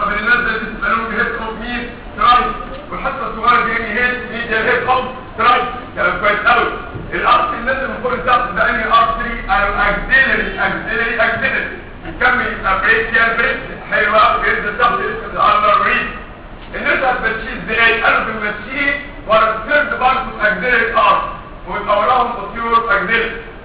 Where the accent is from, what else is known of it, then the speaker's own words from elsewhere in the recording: Egypt; احنا كمصريين بنتحط جدا الى مثل اسوء الاستحاله.